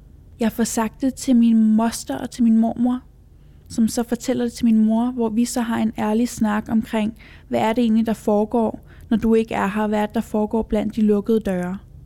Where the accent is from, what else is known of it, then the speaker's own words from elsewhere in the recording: Copenhagen, Capital Region, Denmark; og jeg er 27 år gammel. Jeg er vokset op på Amager i en lille lejlighed i en andelskompleks.